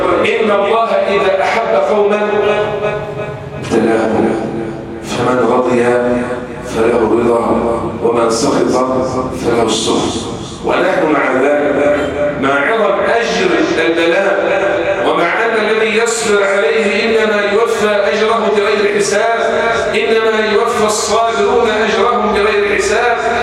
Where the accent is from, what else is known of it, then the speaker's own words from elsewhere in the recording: Egypt; اللهم احفظ بلدنا مصر